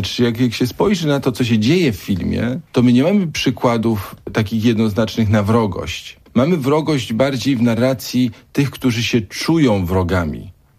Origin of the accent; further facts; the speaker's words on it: Gniezno, Greater Poland Voivodeship, Poland; Ja jestem z Gniezna.